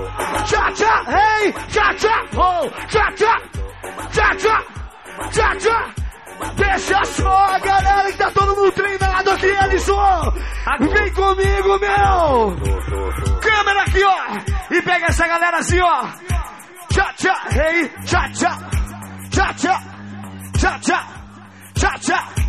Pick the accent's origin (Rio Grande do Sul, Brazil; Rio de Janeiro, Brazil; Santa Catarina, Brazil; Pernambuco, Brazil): Santa Catarina, Brazil; Concórdia; Sou de Concórdia, com muito orgulho.